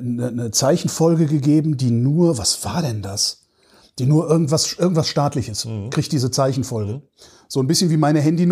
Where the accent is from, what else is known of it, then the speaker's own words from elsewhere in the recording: North Rhine-Westphalia, Germany; ich bin ja in der Nähe von Bonn groß geworden.